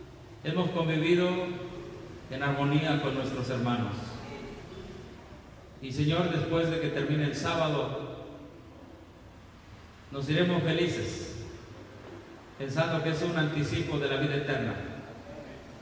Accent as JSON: {"language": "Spanish", "country": "Mexico", "said": "Nosotros, como mexicanos, tenemos un privilegio que no tienen otros países."}